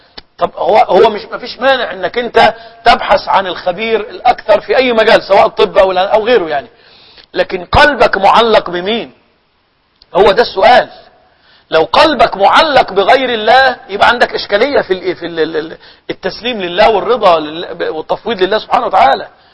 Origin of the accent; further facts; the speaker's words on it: Egypt; كان عندنا في مصر يعني بيحصل ايه